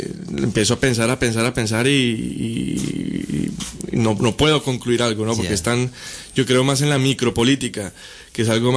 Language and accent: Spanish; Bogotá, Bogotá Capital District, Colombia; moved away as an adult; now in Barcelona, Spain; Bueno, yo llegué hace ya casi 5 años acá a Barcelona. Vengo desde Bogotá.